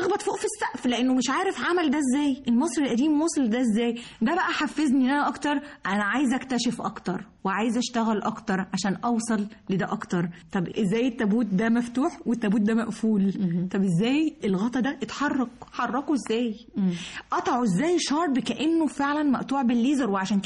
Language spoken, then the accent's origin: Arabic; Dahshur, Giza Governorate, Egypt; born there; وواصل السرابيوم واصل ما بين سقاره مترهينة دهشور مسقط راسي وليا الشرف